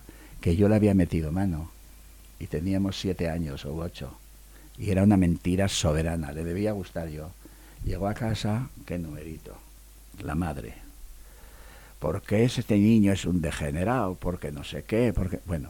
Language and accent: Spanish; Basque Country, Spain; Me gusta comer bien como buen vasco que soy.